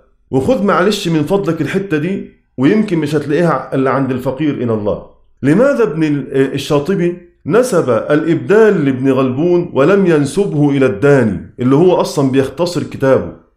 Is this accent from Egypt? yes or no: yes; Egypt; كلمة درجة عندنا في مصر وفي كل الدنيا